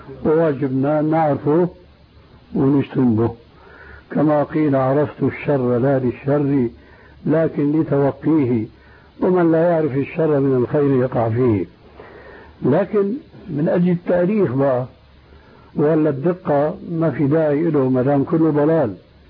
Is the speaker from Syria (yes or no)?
yes; Syria; عندنا في سوريا